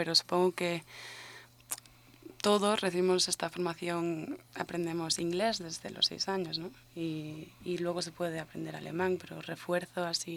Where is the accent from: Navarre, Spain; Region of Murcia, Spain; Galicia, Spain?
Galicia, Spain; mi padre es inglés y mi madre es medio alemana, medio turca. Sin embargo, realmente me siento gallega porque nací ahí y he vivido ahí toda mi vida.